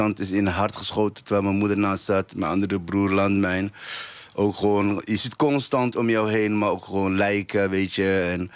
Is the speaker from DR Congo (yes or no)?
no; Somalia; now in Netherlands; Ja, kijk, ik kom uit Somalië. En op mijn 5e was oorlog begonnen.